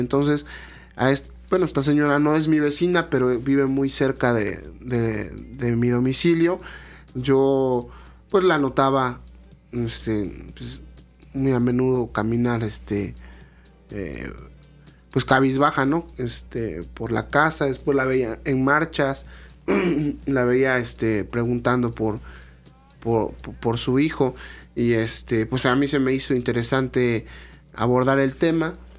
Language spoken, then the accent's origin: Spanish; Río Blanco, Veracruz, Mexico; precisamente de donde yo soy, de Río Blanco, Veracruz